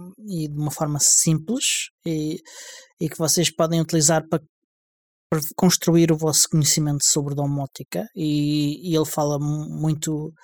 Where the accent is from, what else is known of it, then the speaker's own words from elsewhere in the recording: Alentejo, Portugal; Eu não morro de calor, porque sou alentejano e gosto de calor.